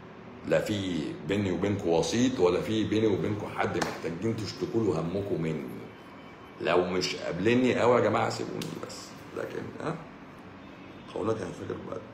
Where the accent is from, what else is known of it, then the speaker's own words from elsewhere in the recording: Egypt; انا برضو مصري مصري ويهودي